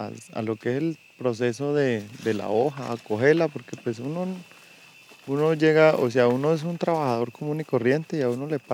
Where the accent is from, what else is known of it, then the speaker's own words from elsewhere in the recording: San Vicente del Caguán, Caquetá, Colombia; now in Huila, Colombia; Soy de San Vicente del Caguán, Caquetá. Antes trabajaba con la coca en cuando la zona de extensión. Ahora vivo por acá en el Huila, trabajo con el café.